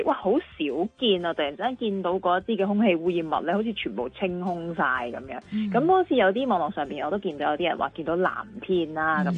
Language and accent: Cantonese; Hong Kong